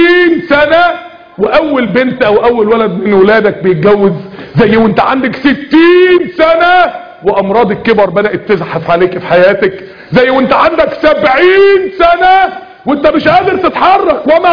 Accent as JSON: {"language": "Arabic", "country": "Egypt", "said": "الاختام احنا عندنا في مصر هنا الاختام في ورقة كده بتستلمها وانت نازل من بطن الام ساعة الولادة"}